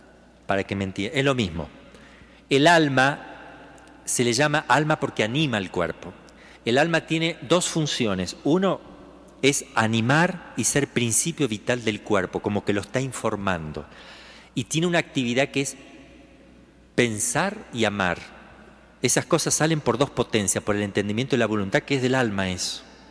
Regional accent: Argentina; pero soy argentino.

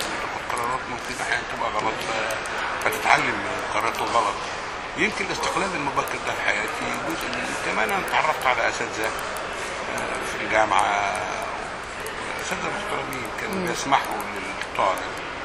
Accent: Egypt; انا نشات في مناخ في الريف المصري كان مناخ متسامح جدا.

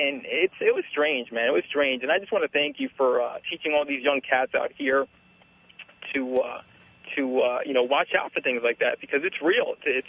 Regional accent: Northeast, United States; now in Los Angeles, United States; and this is in L.A., and I'm from the Northeast originally

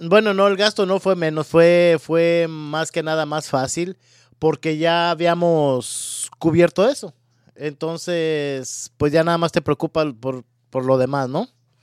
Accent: Mexico; Yo que soy mexicano.

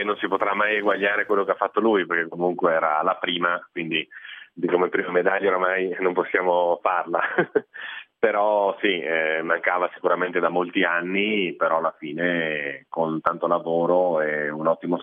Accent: Cortina d'Ampezzo, Veneto, Italy; io sono di Cortina e la pista da bob comunque da noi è un must

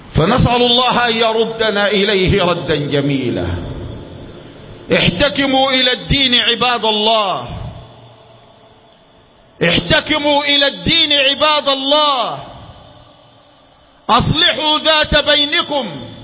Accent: Sudan; ولكن أقول ما يحدث عندنا في السودان أشد وأنكى

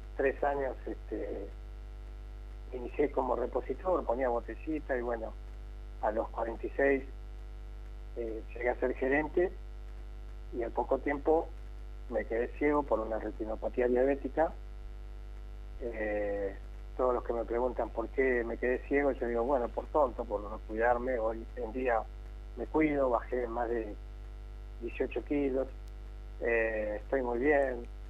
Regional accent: Córdoba, Argentina; moved away as an adult; now in Buenos Aires, Argentina; Soy cordobés y siempre estoy con alguna chispita ahí

